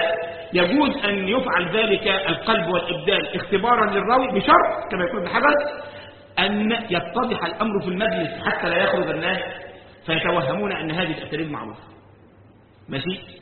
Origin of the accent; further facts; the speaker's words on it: Egypt; يعني كان مرة بيحكى عندنا في مصر